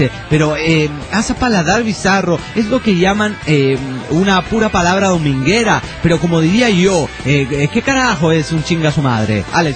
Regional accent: Salta, Argentina; de Salta, Argentina. Y ahora estoy en París por un mes.

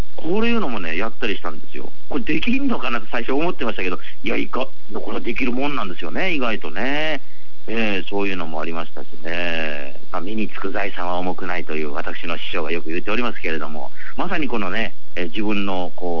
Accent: Kochi, Japan; 私のふるさと高知県は結構農家の方も、ね、多いんですよ

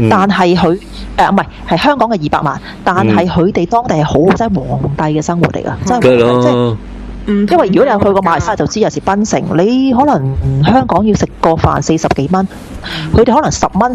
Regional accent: Australia; 因為知道我哋澳洲人。

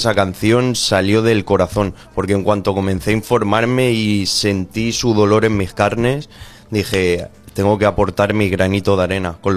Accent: Spain; les ha motivado más que yo fuera un español el que cantara

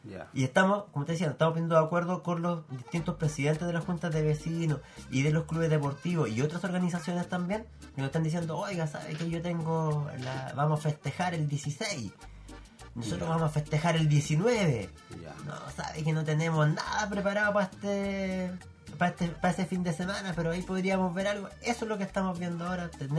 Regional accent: Concepción, Biobío, Chile; todos nos identificamos con una población siendo todos penquistas

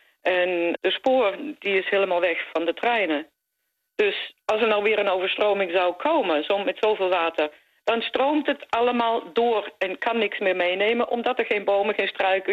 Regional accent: Netherlands; Ik ben zelf Nederlandse, dus ik weet wat er gebeurt met water.

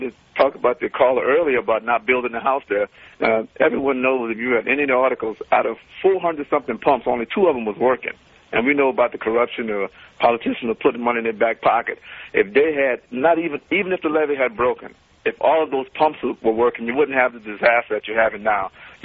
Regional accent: New Orleans, Louisiana, United States; I'm from New Orleans. Everyone's looking at the partying aspect of the city, but what they don't realize is that's a major port in the United States.

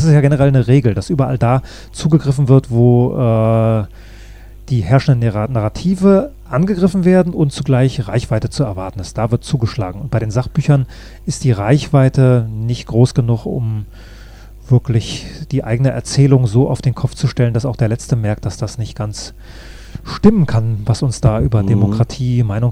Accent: Northern Germany, Germany; Ich bin jetzt eher als Norddeutscher jemand, der nicht permanent auf 180 sein muss

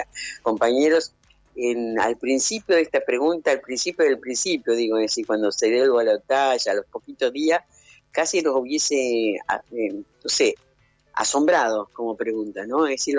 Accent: La Plata, Buenos Aires Province, Argentina; yo pertenezco, acá en la ciudad de La Plata, de donde soy yo

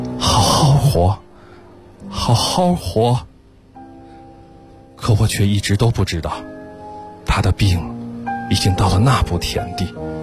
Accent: Beijing, China; 我来自北京。

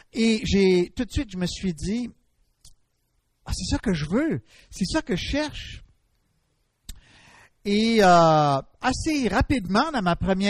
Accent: Gatineau, Quebec, Canada; now in Dorval, Canada; Je suis originaire de Gatineau. Et puis, j'habite actuellement à Dorval. C'est pas tellement loin d'ici

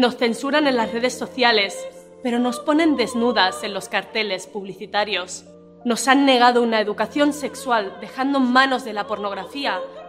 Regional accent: Barcelona, Catalonia, Spain; yo me acababa de mudar a Madrid, y en uno de estos viajes precarios que se hacen en coches compartidos de Madrid a Barcelona, mi tierra natal

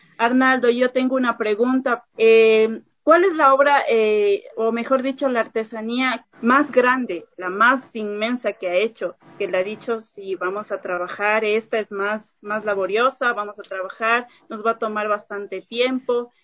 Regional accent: Ecuador; nos enaltecen a nosotros como ecuatorianos

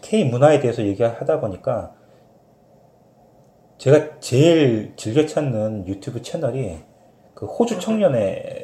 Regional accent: South Korea; 내가 한국 사람이지만

